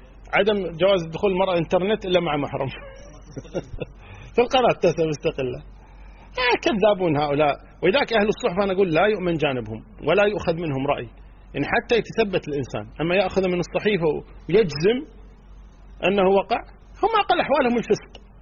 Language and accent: Arabic; Kuwait; انا صح مو سعودي انا كويتي